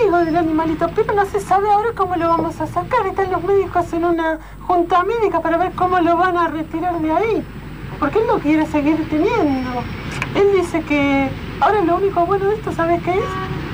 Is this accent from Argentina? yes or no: yes; San Nicolás, Buenos Aires Province, Argentina; que nosotros somos de San Nicolás.